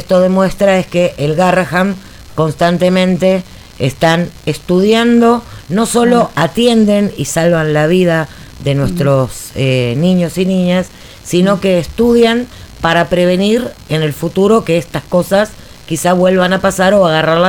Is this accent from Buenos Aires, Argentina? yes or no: yes; Buenos Aires, Argentina; Yo también soy de Barracas, che.